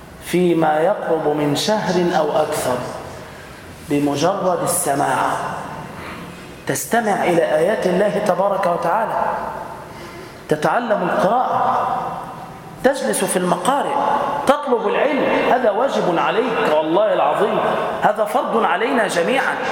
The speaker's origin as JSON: {"language": "Arabic", "town": "Damietta", "region": "Damietta Governorate", "country": "Egypt", "said": "أسأل الله تعالى أن يبارك في بلدتنا دمياط وفي أهلها وفي سكانها"}